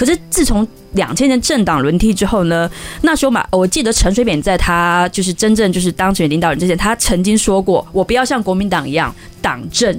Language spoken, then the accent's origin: Chinese; Taiwan; 是我觉得我觉得对我一个台湾人来说啊